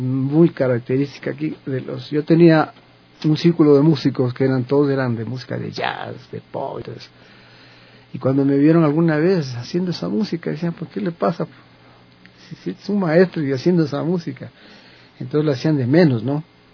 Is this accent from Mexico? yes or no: no; Colombia; y siendo colombiano y todo, ¿no? Por ahí me involucré con el mariachi, porque en Colombia se cultiva mucho la música mexicana.